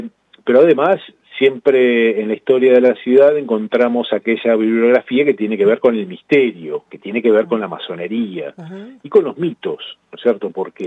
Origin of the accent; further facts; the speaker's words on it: La Plata, Buenos Aires Province, Argentina; yo primero aclarar que soy platense, vivo en la ciudad de La Plata